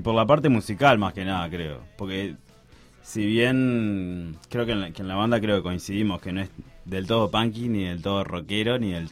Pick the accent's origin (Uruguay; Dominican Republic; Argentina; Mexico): Uruguay; Paysandú; Yo soy de Paysandú